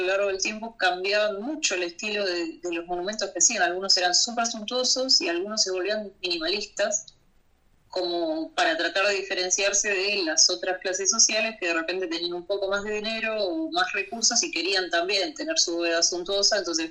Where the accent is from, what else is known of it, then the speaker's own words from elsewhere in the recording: Buenos Aires Province, Argentina; en la ciudad de Buenos Aires y en el Gran Buenos Aires, que es de donde soy yo